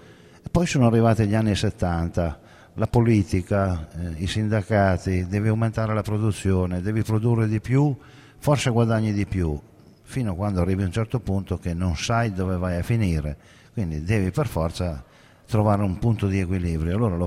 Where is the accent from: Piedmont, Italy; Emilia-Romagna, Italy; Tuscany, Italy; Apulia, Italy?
Piedmont, Italy; Calamandrana; vengo da Calamandrana, sud dell'Astigiano. Viticoltori da sempre.